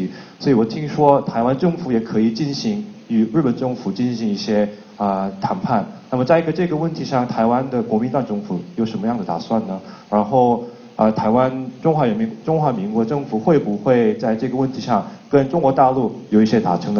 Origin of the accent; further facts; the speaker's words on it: South Korea; Chinese is a second language; 我来自韩国。